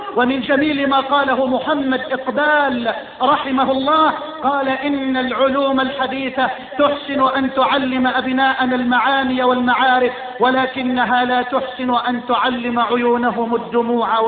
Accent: Egypt; اللهم اجعل بلدنا مصر واحة للأمن والأمان وجميع بلاد

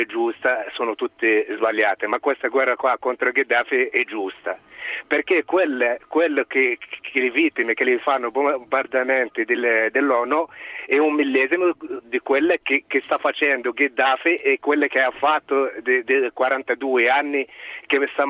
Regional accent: Tunisia; Io sono tunisino, praticamente so com'è la Libia.

